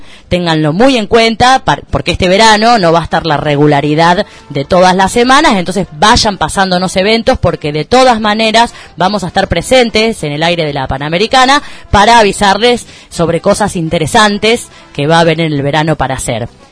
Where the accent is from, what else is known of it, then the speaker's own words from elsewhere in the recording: Huerta Grande, Córdoba, Argentina; Los que somos de acá de Huerta